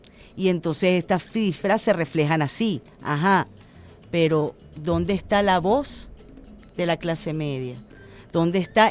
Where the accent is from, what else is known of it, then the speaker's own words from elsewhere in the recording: Venezuela; todos somos venezolanos